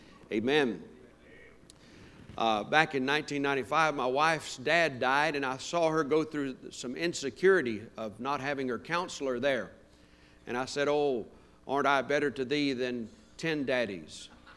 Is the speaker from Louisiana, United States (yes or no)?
yes; Louisiana, United States; And I was raised in Louisiana, so both my teams won last night, Georgia and LSU.